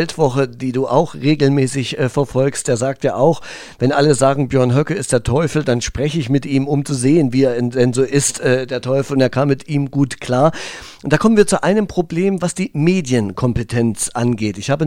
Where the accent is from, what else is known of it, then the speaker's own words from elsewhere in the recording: Thuringia, Germany; Jetzt kommen wir zu meinem Heimatland Thüringen.